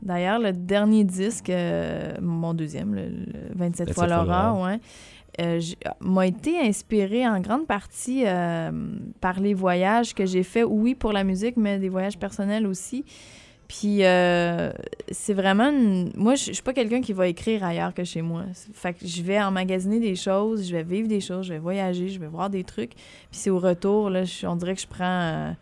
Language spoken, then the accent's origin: French; Sainte-Françoise, Quebec, Canada; Ben je viens pas si loin d'ici. Je viens de Sainte-Françoise-de-Lobinière.